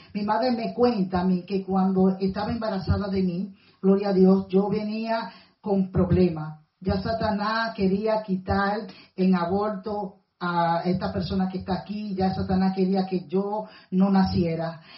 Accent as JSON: {"language": "Spanish", "region": "Puerto Plata", "country": "Dominican Republic", "said": "yo soy de Puerto Plata, mi familia es de la Isabela, de Puerto Plata, son personas que trabajan en campo"}